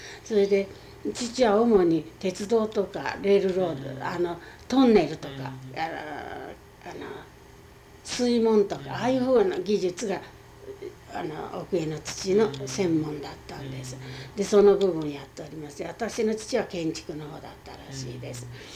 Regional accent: Tokyo, Japan; also born or lived in Aomori; 親にね、お前は青森で生まれたんだって言われるだけで記憶はございません。だから小さい時にこちらへ、東京へ帰ってきた。

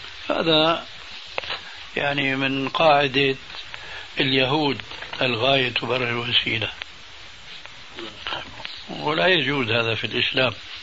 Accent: Syria; كما يقولون عندنا في سوريا

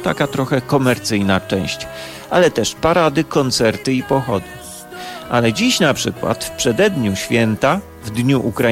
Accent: Warsaw, Masovian Voivodeship, Poland; Ja jako warszawiak będę mówił o Odessitach, tak.

